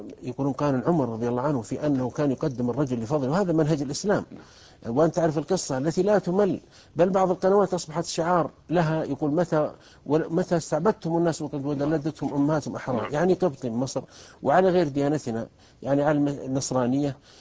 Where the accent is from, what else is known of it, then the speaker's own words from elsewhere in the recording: Saudi Arabia; مثل عندنا في السعودية كانت القبائل تتقاتل